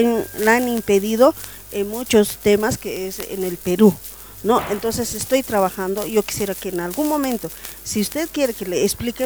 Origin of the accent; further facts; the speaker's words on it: Bolivia; Quiero invitarle, como boliviana también quiero invitarle